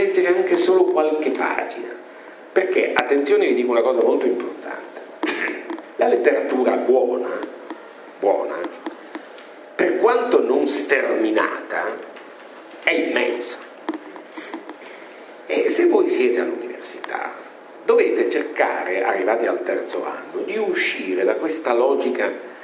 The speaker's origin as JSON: {"language": "Italian", "town": "Rome", "region": "Lazio", "country": "Italy", "said": "E usando il dialetto che ci accomuna, essendo romani, no?"}